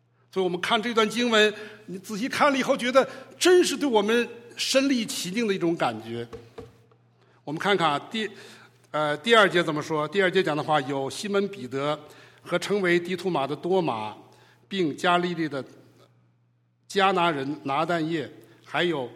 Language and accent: Chinese; Beijing, China; now in United States; 我是北方人，我是北京人，所以我爱吃面